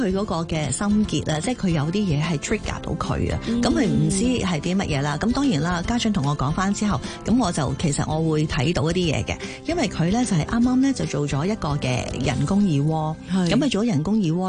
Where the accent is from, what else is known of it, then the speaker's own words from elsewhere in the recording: Hong Kong; 你知我哋香港人会好赶嘅。